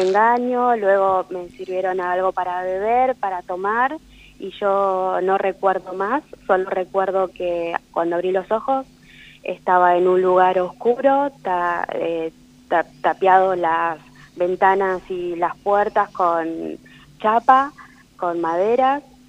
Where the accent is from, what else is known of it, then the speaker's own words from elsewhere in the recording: Comodoro Rivadavia, Chubut, Argentina; born there; Yo nací en Comodoro Rivadavia, provincia de Chubut.